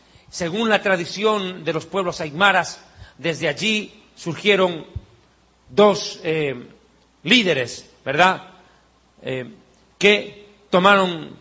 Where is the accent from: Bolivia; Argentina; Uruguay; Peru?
Bolivia; born there; Existe un documento grabado en piedra en mi país de nacimiento, Bolivia.